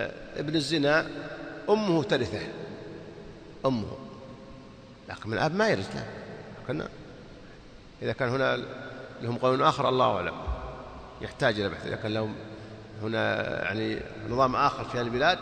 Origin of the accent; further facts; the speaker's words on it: Saudi Arabia; يوزعون الإفتاء عندنا في السعودية